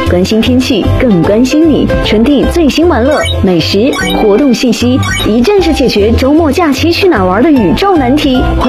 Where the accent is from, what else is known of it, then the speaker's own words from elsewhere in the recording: northern China, China; 但是作为北方人，还是以吃饺子为主。